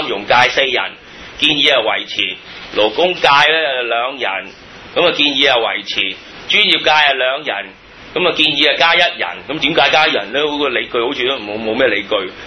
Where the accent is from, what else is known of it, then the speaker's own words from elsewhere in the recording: Hong Kong; 咁我入去個政制改革嗰個網址呢我都可以發表意見喎，雖然我係香港人嘅，好得意喎。